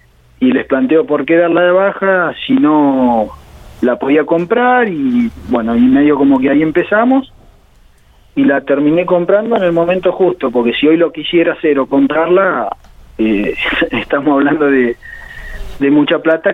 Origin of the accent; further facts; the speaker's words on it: General Villegas, Buenos Aires Province, Argentina; born there; Sí, soy nacido en General Villegas